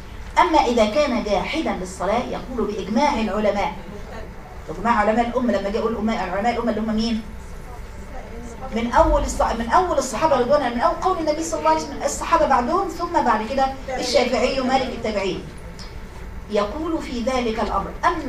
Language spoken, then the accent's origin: Arabic; Egypt; وانكرت ان ممكن هنا الشفاء يبقى عندنا في مصر مثلا